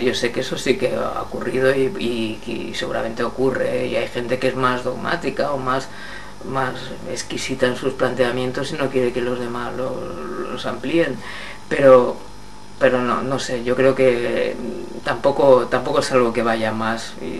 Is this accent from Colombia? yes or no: no; Madrid, Community of Madrid, Spain; first language Spanish; no porque sea madrileño, sino porque es mi lengua materna y en la que estoy más feliz